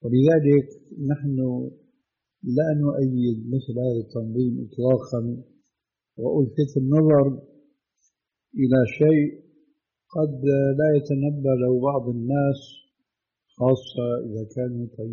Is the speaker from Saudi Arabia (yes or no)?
no; Syria; لذلك العملية كما يقولوا عندنا في الشام بدها زكتار